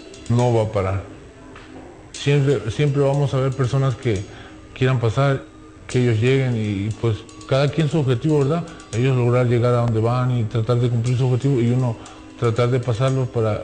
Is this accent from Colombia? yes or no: no; Veracruz, Mexico; yo vengo de una familia humilde y yo vine de Veracruz para acá con esa ilusión, como todos, de ir para el otro lado. Estuve viviendo en San Diego un par de meses.